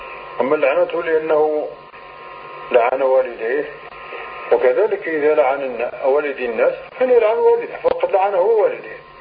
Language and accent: Arabic; Morocco; وكانت عندنا في المغرب عادة قبيحة جدا